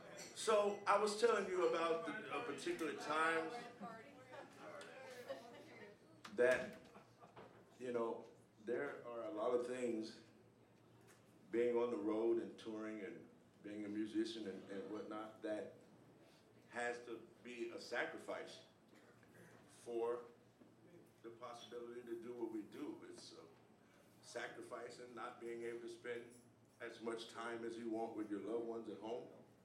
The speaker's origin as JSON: {"language": "English", "town": "Memphis", "region": "Tennessee", "country": "United States", "tie": "born or raised there", "said": "They've came all the way to my hometown of Memphis, Tennessee, and come to a show that I've done."}